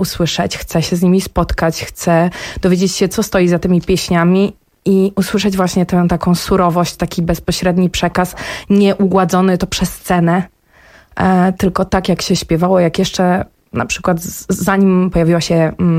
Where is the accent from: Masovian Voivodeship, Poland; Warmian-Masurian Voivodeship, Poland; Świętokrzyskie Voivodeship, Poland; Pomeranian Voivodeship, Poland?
Masovian Voivodeship, Poland; Jednorożec; dołączyłam do zespołu regionalnego, który powstał w mojej rodzinnej miejscowości, w miejscowości Jednorożec, jednej, jedynej w Polsce takiej.